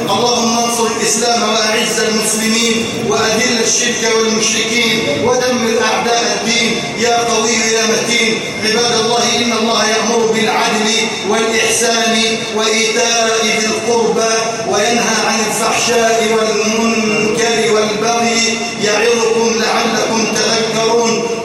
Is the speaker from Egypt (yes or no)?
yes; Egypt; اللهم إنا نسألك أن تجعل بلدنا مصر أمنا أمانا